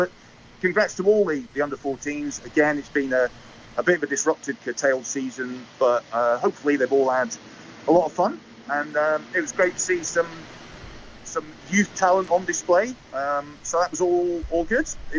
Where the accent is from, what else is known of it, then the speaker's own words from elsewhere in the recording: Scotland, United Kingdom; As a Scot, we're expecting a few more than we've had for the last couple of Lions tour parties.